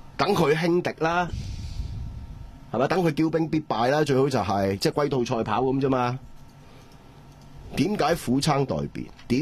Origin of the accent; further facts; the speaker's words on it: Hong Kong; 借民族主义来玩我们香港人的时候，你还去嘘他？